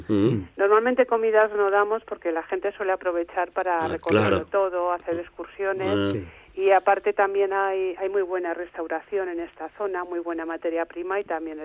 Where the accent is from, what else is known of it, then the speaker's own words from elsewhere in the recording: Madrid, Community of Madrid, Spain; now in Galicia, Spain; somos dos madrileños que huyen de la gran ciudad.